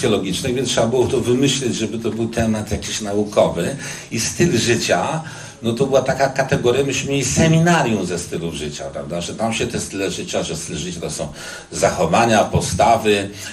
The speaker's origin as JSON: {"language": "Polish", "town": "Łódź", "region": "Łódź Voivodeship", "country": "Poland", "said": "pochodzę z rodziny robotniczej z Łodzi"}